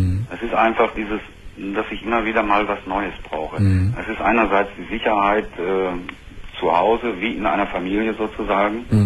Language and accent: German; North Rhine-Westphalia, Germany; Ich komme aus dem Sauerland, da ist ja nun an der Möhne, an der Sorbetalsperre und sowas, viele Campingplätze